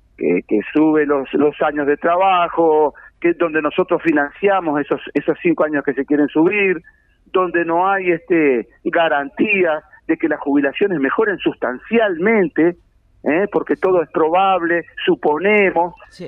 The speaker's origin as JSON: {"language": "Spanish", "town": "Melo", "region": "Cerro Largo", "country": "Uruguay", "tie": "born or raised there", "lives_now": "Piriápolis, Uruguay", "said": "En realidad soy oriundo de Melo, Cerro Largo, y hace muchos años que estoy viviendo, sí, en Maldonado, actualmente en Piriápolis."}